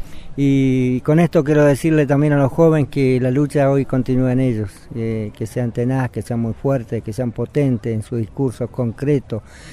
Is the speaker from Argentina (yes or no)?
yes; Patagonia, Argentina; es un enorme orgullo como argentino y como patagónico.